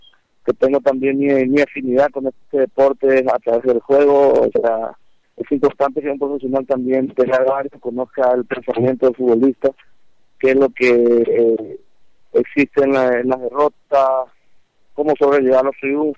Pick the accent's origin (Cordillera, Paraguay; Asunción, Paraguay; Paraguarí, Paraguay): Cordillera, Paraguay; Atyrá; also born or lived in San Lorenzo; yo nací en Atirá en el año 1964, y prácticamente hice todo lo que corresponde a la etapa primaria. A muy temprana edad, yo me mudé con mis tíos y abuelos en San Lorenzo.